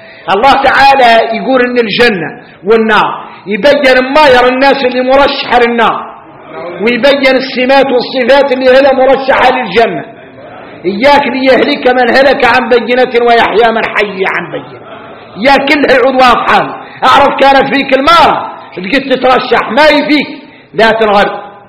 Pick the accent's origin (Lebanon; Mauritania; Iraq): Mauritania; احنا موريتاني دائما عندنا أسواق خارجي